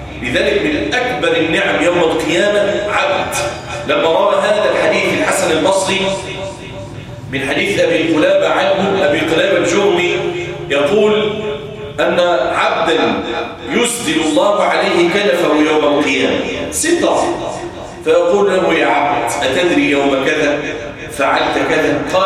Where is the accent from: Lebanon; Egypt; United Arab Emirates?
Egypt; وأن يجعل بلدنا مصر أمنا أمانا سخاء رخاء وسائر بلاد